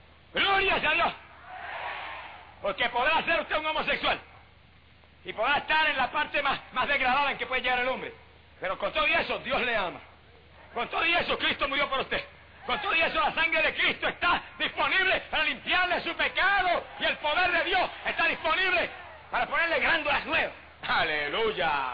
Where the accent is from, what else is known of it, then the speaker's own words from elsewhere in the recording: Puerto Rico; Y en mi país, en Puerto Rico, es una vergüenza decirlo